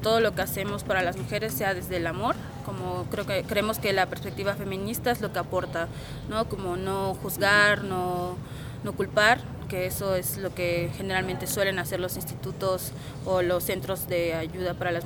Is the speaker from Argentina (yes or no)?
no; Mérida, Yucatán, Mexico; soy de Mérida, Yucatán, México y soy de Reflexión y Acción Feminista.